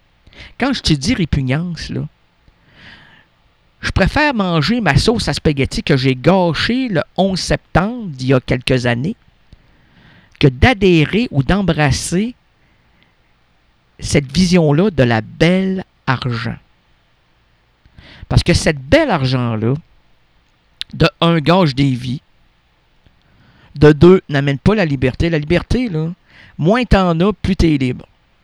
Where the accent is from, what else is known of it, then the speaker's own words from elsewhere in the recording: Quebec, Canada; selon mon numéro d'assurance sociale ou mon passeport, c'est que je suis un Québécois errant, moi, qui n'aime pas la superficialité